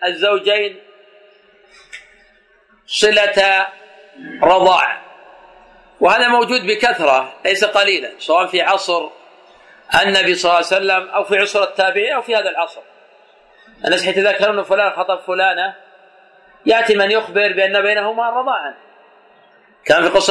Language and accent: Arabic; Najd, Saudi Arabia; كما يفعل الآن بعض الناس في عادة عندنا في نجد